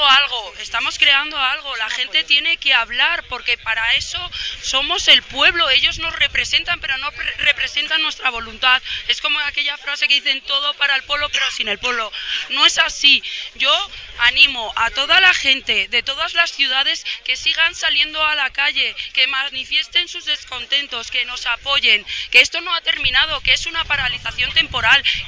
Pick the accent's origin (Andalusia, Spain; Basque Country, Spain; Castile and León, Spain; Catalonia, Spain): Castile and León, Spain; Burgos; al final somos todos vecinos de Gamonal, de toda la vida.